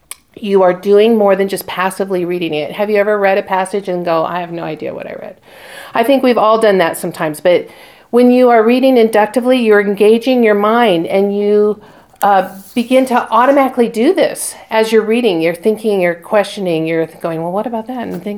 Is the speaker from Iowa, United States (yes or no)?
no; Spokane, Washington, United States; I mean, I grew up in Spokane. I've lived on the west side of Washington and then have been here